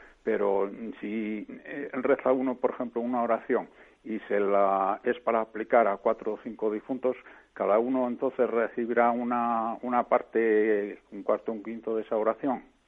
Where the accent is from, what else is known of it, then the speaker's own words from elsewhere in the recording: Palencia, Castile and León, Spain; soy de aquí, de Palencia.